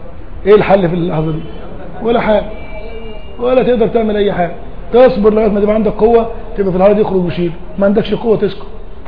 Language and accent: Arabic; Egypt; ما انا قلت لك احنا كمصريين